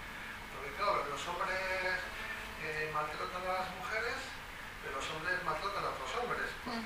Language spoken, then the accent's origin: Spanish; Basque Country, Spain; yo me siento tan perplejo como vasco.